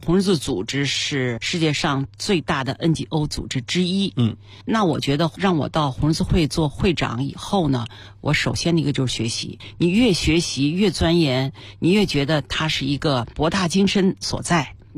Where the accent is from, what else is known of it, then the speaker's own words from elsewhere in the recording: Beijing, China; 我从小是在北京最好的小学、中学、实验一小、师大一附中上学的